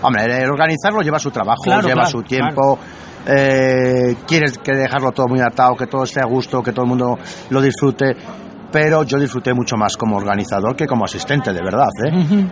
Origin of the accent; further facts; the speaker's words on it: León, Castile and León, Spain; vengo desde León a disfrutar de este tercer encuentro de poetas